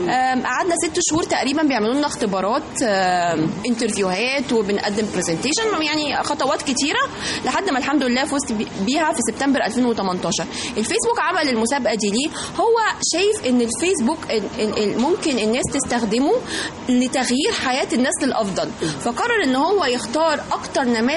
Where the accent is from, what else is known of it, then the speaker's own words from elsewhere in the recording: Egypt; كنت انا الفائزة من مصر ممثلة للمجموعة بتاعتي واللي بتتبنى قضية الام المعيلة في مصر